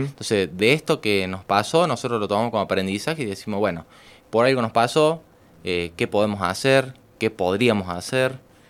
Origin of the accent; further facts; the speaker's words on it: Córdoba, Argentina; born there; now in Unquillo, Argentina; Yo nací en Córdoba. Ajá. Pero mis últimos años, hace más o menos 30 años, vivo uh-huh. acá. He vivido en Saldán, uh-huh. en Villa Allende. Hoy día estoy viviendo en Unquillo. Uh-huh. Pero siempre por acá, por la zona.